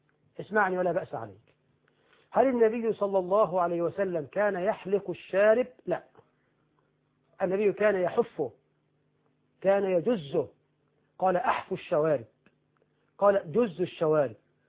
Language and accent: Arabic; Egypt; يعني هب أن رجلا عندنا في مصر راتبه في الشهر ألفا، ألف جنيه